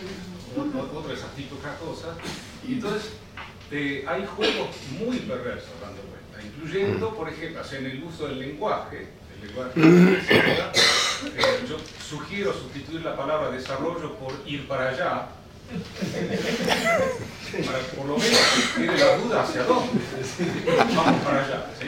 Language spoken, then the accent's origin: Spanish; Neuquén, Argentina; yo vengo de la Patagonia, en Neuquén